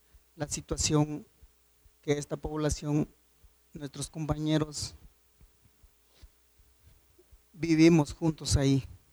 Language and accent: Spanish; Guatemala; Y ahora que vengamos al lado de Guatemala y no nos tomen en cuenta, y somos guatemaltecos.